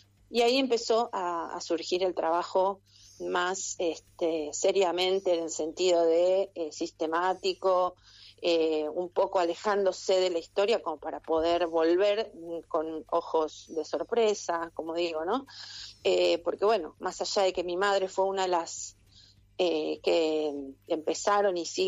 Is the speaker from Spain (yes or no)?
no; Esquel, Chubut, Argentina; yo soy de Esquel, para mí es una historia que no es nueva.